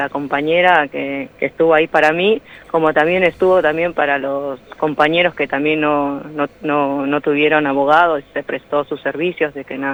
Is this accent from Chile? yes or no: no; Peru; now in Argentina; Yo soy peruana, me vine acá muy joven y bueno, como extranjera, como compatriota, es más, a veces me siento más argentina que el presidente. Y como dije, yo tengo mis hijos acá